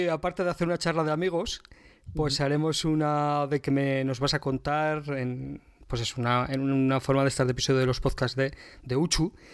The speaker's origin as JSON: {"language": "Spanish", "town": "Ejea de los Caballeros", "region": "Aragon", "country": "Spain", "said": "si yo también soy maño y tal. Y me dice, sí, y le digo, sí, bueno, no de Zaragoza, sino de un pueblito que hay cerca que se llama Egea."}